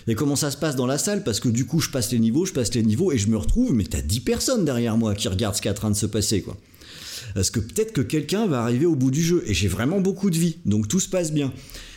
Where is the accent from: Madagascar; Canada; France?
France; Brittany; parce qu'à la base je suis breton, donc aller sur un bateau ça me fait vraiment rien